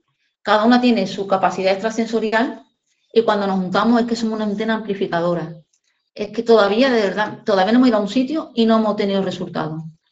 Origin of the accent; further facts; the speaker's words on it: Seville, Andalusia, Spain; nos vamos a sitios cerca de casa. Somos de Sevilla